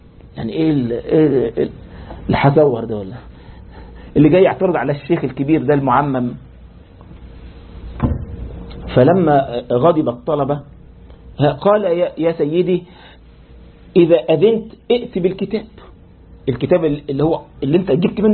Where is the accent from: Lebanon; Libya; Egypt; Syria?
Egypt; يعني عندنا في مصر لما واحد مثلا يغلط